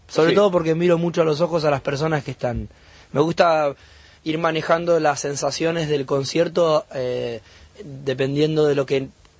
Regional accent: Bahía Blanca, Buenos Aires Province, Argentina; born there; Allá nací, en Bahía.

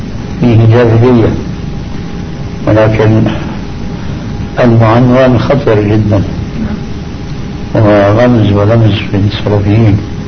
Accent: Syria; اللي عندنا في سوريا كتب هذه العبارة في بعض المعرفات

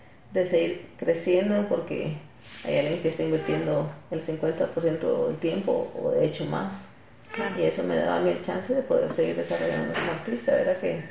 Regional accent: Guatemala; soy guatemalteca y que el haber nacido en este contexto, en este país, hija de un juez, de esta señora que era lectora

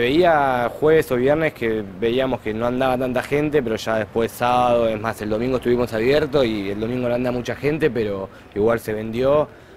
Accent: Cañuelas, Buenos Aires Province, Argentina; Soy acá de Cañuelas

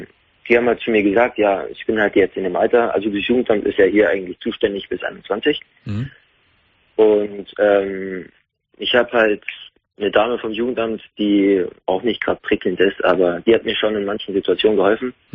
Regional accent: Munich, Bavaria, Germany; ich bin gebürtiger Münchner und Regensburg ist 150 Kilometer entfernt

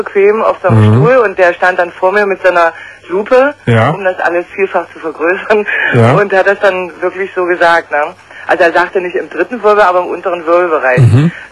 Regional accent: Germany; Ich habe die Ärzte haben in der DDR, ich bin aus der DDR, ne?

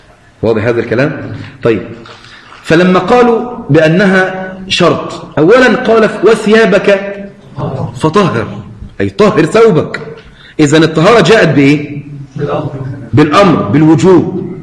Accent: Egypt; عشان تضيف عندنا في مصر العزيزة

